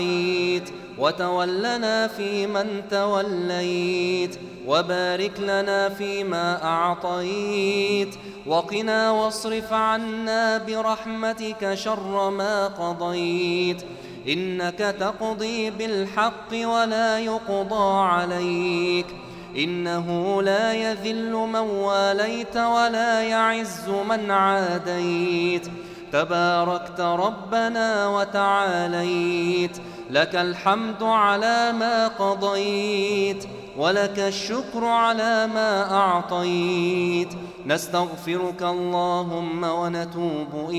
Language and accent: Arabic; Egypt; عن بلدنا مصر خاصة